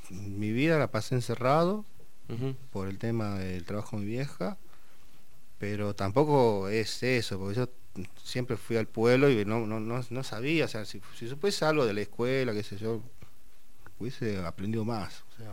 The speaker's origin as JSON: {"language": "Spanish", "town": "Guachipas", "region": "Salta", "country": "Argentina", "said": "De Huachipas. Está al límite de Tucumán."}